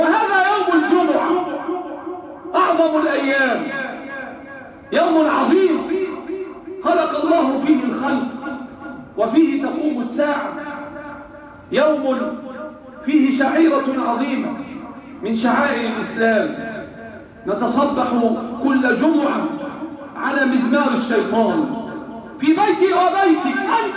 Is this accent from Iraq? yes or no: no; Egypt; اللهم احفظ بلادنا مصر وسائر بلاد